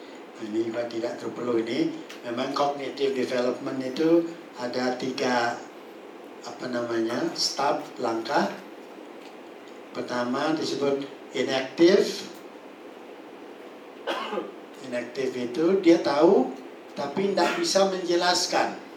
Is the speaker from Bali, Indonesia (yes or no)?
yes; Bali, Indonesia; first language Balinese; Indonesian is a second language; Saya dari Bali, saya bisa berbahasa Bali tapi tidak ngerti kenapa orang bilang seperti itu. Saya bisa berbahasa Indonesia, saya tahu, ya, saya lebih tahu karena saya belajar lebih khusus.